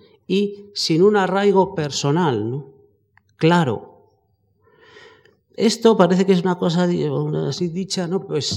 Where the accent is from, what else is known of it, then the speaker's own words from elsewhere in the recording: Spain; No era propiamente una migración, somos españoles, tenemos unos puntos de referencia